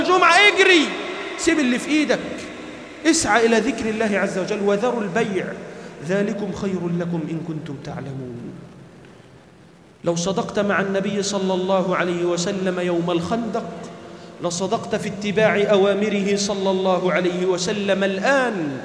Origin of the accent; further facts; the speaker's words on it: Egypt; اللهم احفظ بلدنا مصر من كل شر وسوء يا رب العالمين